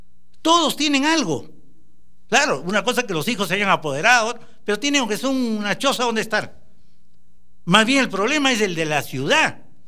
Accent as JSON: {"language": "Spanish", "country": "Brazil", "lives_now": "Peru", "said": "Yo vengo de Brasil y ya les conté, allá es un salario mínimo"}